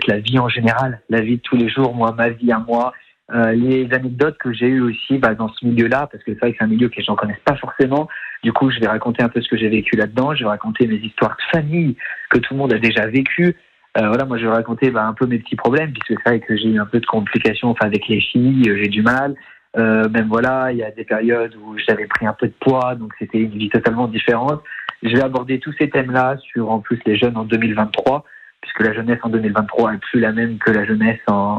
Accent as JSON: {"language": "French", "town": "Saint-Étienne", "region": "Auvergne-Rhône-Alpes", "country": "France", "tie": "born or raised there", "said": "C'est ça, moi je suis né ici, je suis né à Saint-Étienne. J'ai grandi ici, ma famille est ici, donc pour moi les bases sont ici."}